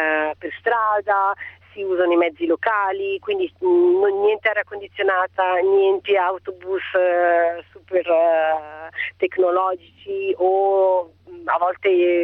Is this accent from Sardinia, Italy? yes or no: no; Milan, Lombardy, Italy; moved away as an adult; now in Canary Islands, Spain; io verso i 29 anni, io sono di Milano, facevo la segretaria a Milano, a un certo punto mi sono stufata della mia città, del lavoro che facevo, ho preso, sono partita e sono venuta in Spagna, dove mi trovo adesso, alle Isole Canarie.